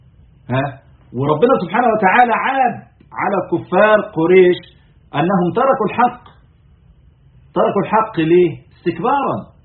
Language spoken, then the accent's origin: Arabic; Egypt; يعني احنا عندنا في مصر فترة من الفترات